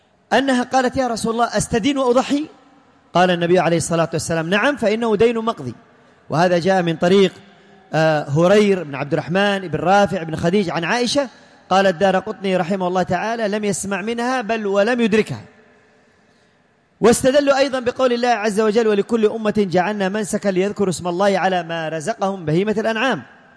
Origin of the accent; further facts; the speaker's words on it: Yemen; الذكر عندنا في اليمن أغلى ثمنا من الأنثى